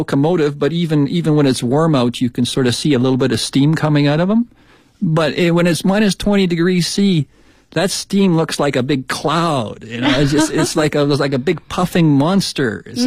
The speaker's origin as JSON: {"language": "English", "region": "Shanxi", "country": "China", "lives_now": "Beijing, China", "said": "When we came here from Shanxi province."}